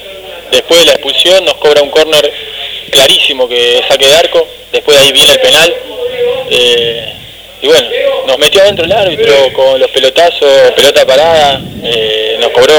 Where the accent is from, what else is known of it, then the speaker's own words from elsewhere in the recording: Ituzaingó, Buenos Aires Province, Argentina; yo nací, crecí, jugué 7 años en Ituzaingó